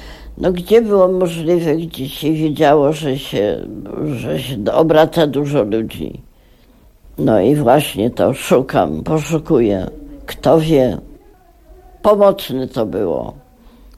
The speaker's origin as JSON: {"language": "Polish", "town": "Warsaw", "region": "Masovian Voivodeship", "country": "Poland", "said": "Jestem prostą dziewczyną z Warszawy. Taką się urodziłam, taką odejdę."}